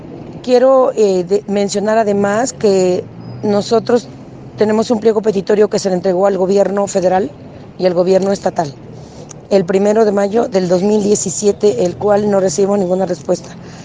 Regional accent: Oaxaca, Mexico; soy una maestra de Oaxaca.

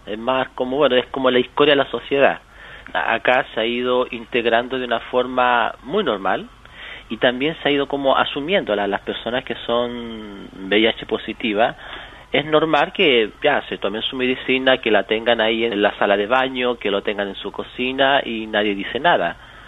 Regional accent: Chile; now in Netherlands; yo soy de Chile concretamente, estoy viviendo acá un poquito más de 6 años

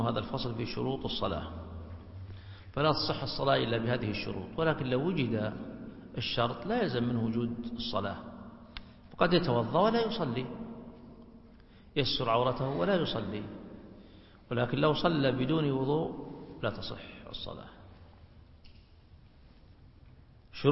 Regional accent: Saudi Arabia; مقدار هذا الوقت في التقويم عندنا في السعودية 1.5 ساعة

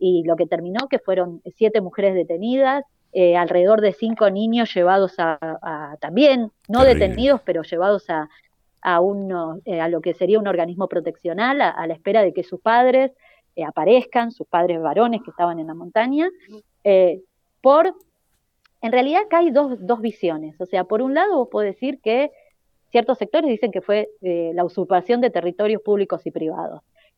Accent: Buenos Aires, Argentina; born there; yo me vine hace muchos años a esta región, pero yo nací en Buenos Aires

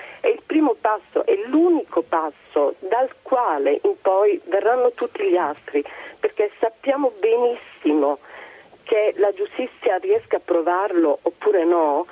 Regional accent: Sicily, Italy; Io oltre a essere italiana sono siciliana

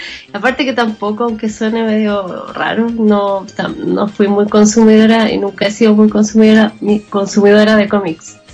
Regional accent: Santiago, Santiago Metropolitan, Chile; Sí, yo nací, me crié y vivo acá en Santiago de Chile.

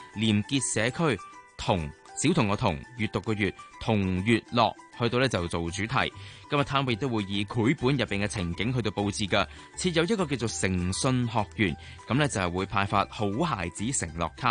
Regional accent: Hong Kong; 就體驗我們香港人的一些叫做生活日常

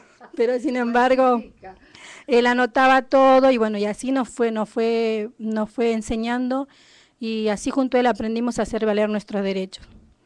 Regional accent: Santiago del Estero, Argentina; soy de Santiago del Estero

